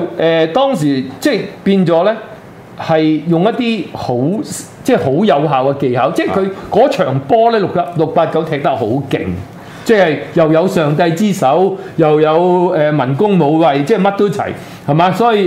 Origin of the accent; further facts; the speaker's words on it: Hong Kong; 即係我哋當然我哋好幼稚嘅，即係我講我哋香港人嘅。